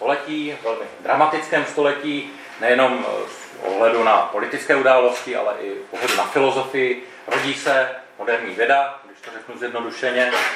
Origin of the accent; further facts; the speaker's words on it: Ostrava, Moravian-Silesian Region, Czechia; platí, že jsem z Ostravy, to je pravda